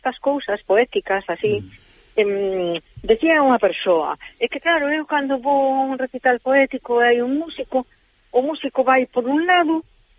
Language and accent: Galician; Carril, Galicia, Spain; como eu son de Carril, será da Ameixas.